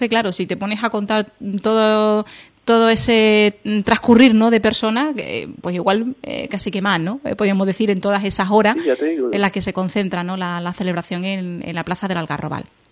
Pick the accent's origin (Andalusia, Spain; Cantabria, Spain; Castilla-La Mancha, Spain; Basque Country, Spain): Andalusia, Spain; como buena andaluza, yo soy exagerada